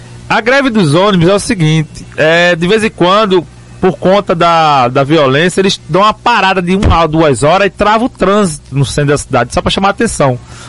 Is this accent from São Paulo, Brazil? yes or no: yes; São Paulo, Brazil; eu também sou de São Paulo.